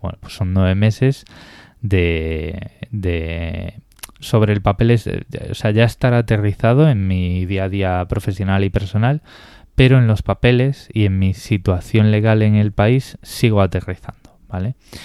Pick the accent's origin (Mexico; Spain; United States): Spain; Galicia; yo soy gallego y a mí hay veces que me apetece estar algo, o sea, me apetece hacer algo o me apetece estar en Galicia